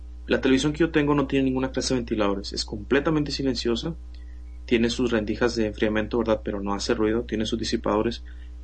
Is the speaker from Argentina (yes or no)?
no; Mexico; Pero como buen mexicano, debo decir